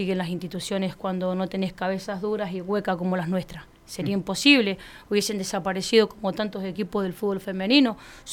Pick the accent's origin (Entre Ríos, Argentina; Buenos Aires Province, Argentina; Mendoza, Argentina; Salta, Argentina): Mendoza, Argentina; Godoy Cruz; Yo soy de Godoy Cruz, nací en Godoy Cruz.